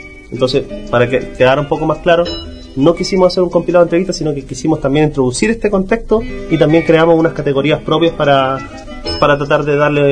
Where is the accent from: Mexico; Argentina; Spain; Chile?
Chile; San Miguel, Santiago Metropolitan Region; Nacido y criado en San Miguel.